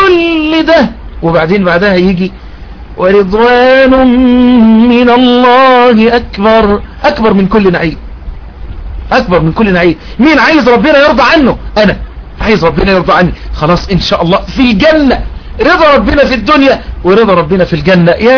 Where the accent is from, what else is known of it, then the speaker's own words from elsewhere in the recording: Egypt; وأن يحفظ بلدنا مصر وسائر بلاد